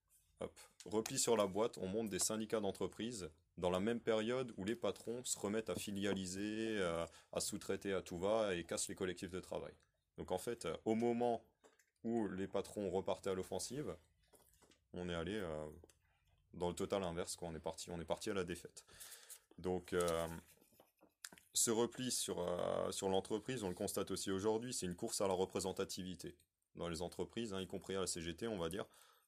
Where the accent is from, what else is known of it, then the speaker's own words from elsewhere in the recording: Mulhouse, Grand Est, France; donc je viens de Mulhouse